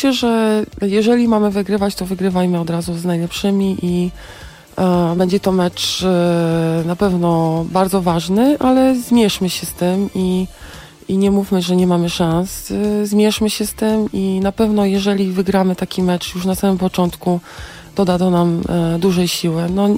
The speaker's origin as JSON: {"language": "Polish", "town": "Warsaw", "region": "Masovian Voivodeship", "country": "Poland", "tie": "born or raised there", "said": "ja w ogóle się urodziłam na Bemowie. Może nie urodziłam, ale mieszkałam tam całe dzieciństwo"}